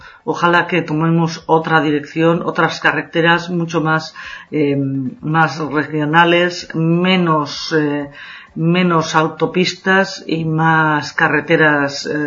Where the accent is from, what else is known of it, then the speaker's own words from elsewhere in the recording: Basque Country, Spain; accent: Basque; no se me va el acento, no se va la R, de además muy característica del País Vasco, de donde soy, que soy del norte de España, pues no acabo de quitármelo